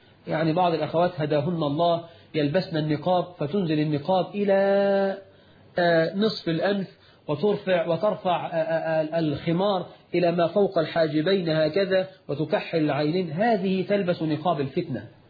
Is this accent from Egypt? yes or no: yes; Egypt; رش الميه عندنا في مصر عاده